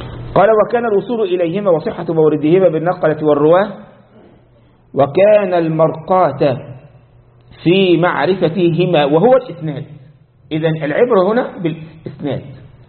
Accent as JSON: {"language": "Arabic", "country": "Egypt", "said": "زي ما عندنا في مصر كله عند العرب صابون"}